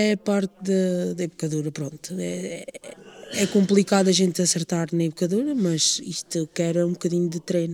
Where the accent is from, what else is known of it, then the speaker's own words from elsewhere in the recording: São Vicente da Beira, Centro, Portugal; venho de São Vicente da Beira, tenho 35 anos.